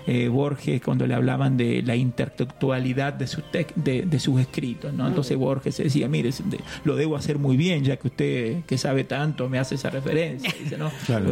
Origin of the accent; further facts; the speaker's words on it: Argentina; Como somos los argentinos que queremos ganar todo, que no hay segundos lugares